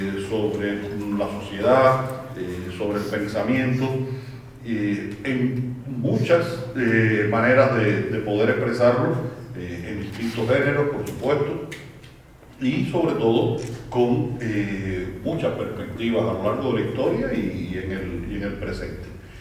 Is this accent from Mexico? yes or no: no; Cuba; me preguntan muchísimo, soy cubano, imagínense ustedes, me preguntan sobre cosas políticas de Cuba.